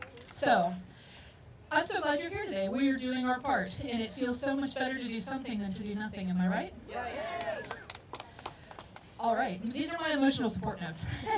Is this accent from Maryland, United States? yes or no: no; Middletown, Ohio, United States; now in The Hague, Netherlands; I'm originally from Cincinnati, Middletown to be exact.